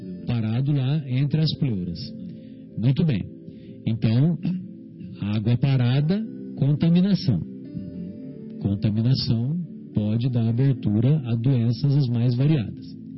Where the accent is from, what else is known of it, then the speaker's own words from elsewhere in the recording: São Paulo, Brazil; Que eu sou paulista